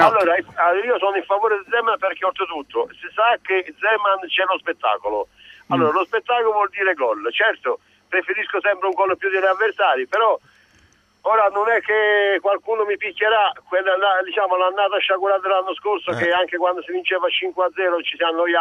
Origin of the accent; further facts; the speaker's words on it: Apulia, Italy; born there; also born or lived in Rome; now in Florence, Italy; da bambino mi chiamavano … quando da bambino nel paese, perché io sono pugliese di nascita.